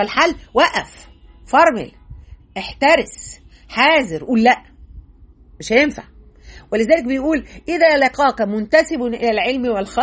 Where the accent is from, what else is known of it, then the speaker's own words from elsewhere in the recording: Egypt; زي ما احنا بنقول كمصريين